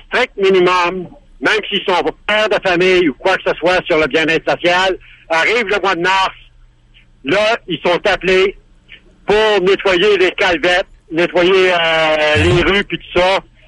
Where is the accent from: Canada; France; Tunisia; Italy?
Canada; Sainte-Anne-de-Beaupré, Quebec; now in Saint-Stephen, Canada; Moi je suis venu, je viens de Saint-Anne-de-Beaupré.